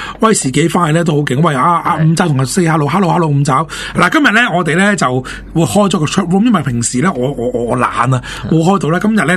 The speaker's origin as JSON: {"language": "Cantonese", "country": "China", "said": "即系总之酒咧就喺我哋中国人眼中咧就无所不能嘅。"}